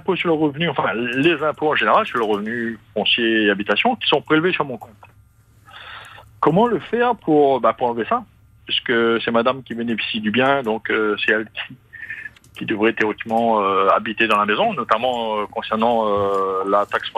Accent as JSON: {"language": "French", "region": "South", "country": "Réunion", "said": "Je suis quelqu'un du Sud, oui, tout à fait."}